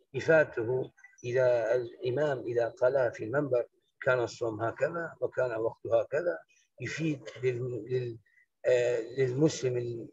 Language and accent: Arabic; Iraq; أنا إمام مسجد من العراق